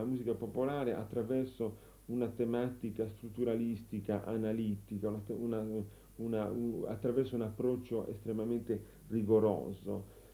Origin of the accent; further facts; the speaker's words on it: Nuoro, Sardinia, Italy; born there; Io sono nato a Nuoro e sino all'età di 12-13 anni non ho avuto occasione di sentire altra musica che non fosse la musica popolare della Sardegna.